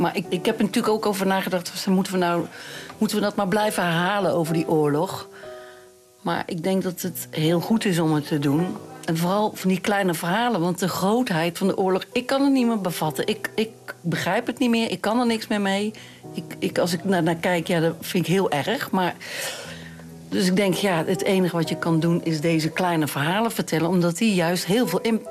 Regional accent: Eindhoven, North Brabant, Netherlands; ik kom uit Eindhoven, dus Eindhoven de gekste.

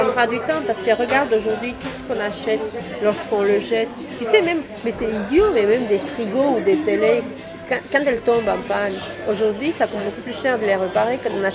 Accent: Romania; French is a second language; Écoute, je suis roumaine, chez nous on boit, on est un pays d'alcoolique.

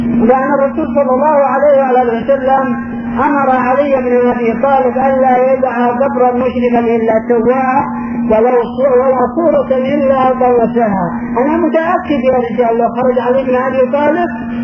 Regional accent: Yemen; لكن بقي عندنا في اليمن هنا

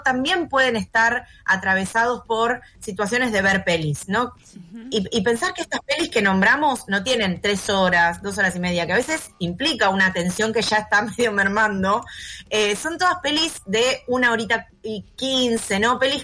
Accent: González Catán, Buenos Aires Province, Argentina; Me crié en Catán y se filmaron en Catán

